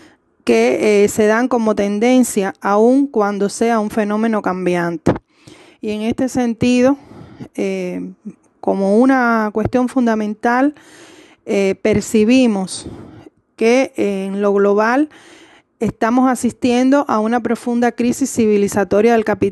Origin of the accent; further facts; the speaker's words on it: Cuba; uno de los que participan en este diálogo en rebeldía desde nuestra Cuba querida.